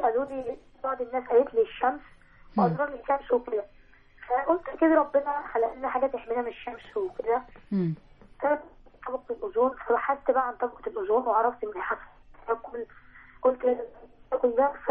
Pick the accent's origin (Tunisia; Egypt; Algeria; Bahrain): Egypt; Kafr el-Dawwar, Beheira; من مركز قصر الدوار محافظه البحيره عندي 13 سنه